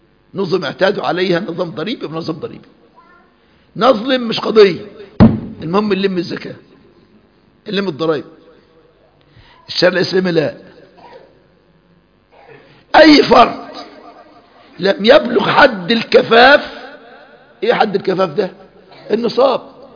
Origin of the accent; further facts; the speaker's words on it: Egypt; وحصل الكلام ده اذكر في الاربعينات عندنا في مصر